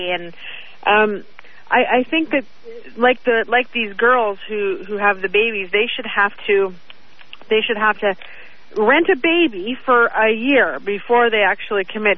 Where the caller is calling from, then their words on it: Toronto, Ontario, Canada; Calling from the very cold Toronto.